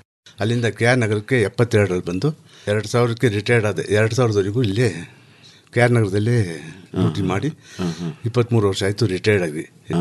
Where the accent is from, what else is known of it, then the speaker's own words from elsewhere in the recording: Kuppi, Karnataka, India; ನಾನು ಚುಂಚನಕಟ್ಟೆ ಹತ್ರ ಕುಪ್ಪಿ ಅಂಥೇಳಿ ಹಳ್ಳಿ.